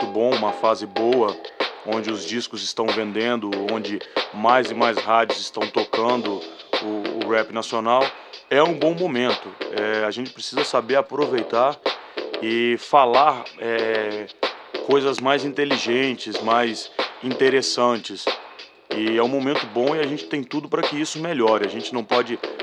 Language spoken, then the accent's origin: Portuguese; Brasília, Federal District, Brazil; eu cresci ouvindo rock, porra, eu nasci em Brasília